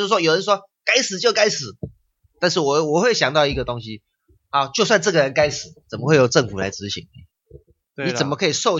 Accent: Taiwan; 我觉得我们中国人，我们台湾人，我们香港人非常值得叫什么 民主。

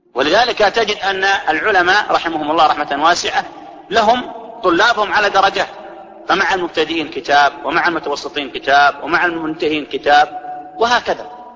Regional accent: Saudi Arabia; واضح يجي في الدولة مثل عندنا في السعودية له شكل

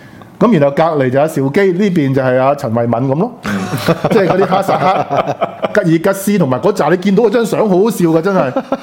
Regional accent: Hong Kong; 顶你我哋香港人去分紧一带一路啊！

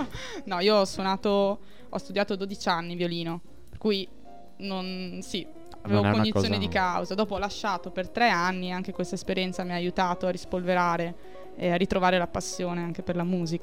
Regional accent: San Donà di Piave, Veneto, Italy; San Donà di Piave.

